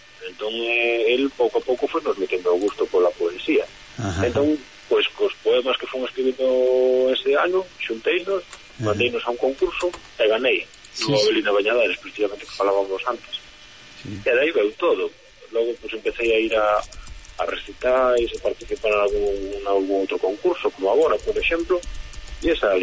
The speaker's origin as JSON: {"language": "Galician", "town": "Ferrol", "region": "Galicia", "country": "Spain", "said": "non son da Costa da Morte, Son da zona de Ferrol, que é para, xa máis hacia o este da Coruña, é a Rías Altas, e por aí, tamén é costa da provincia da Coruña, sí. Pero bueno, sí, eu, de feito, agora mesmo estou xa falando desde Ferrol."}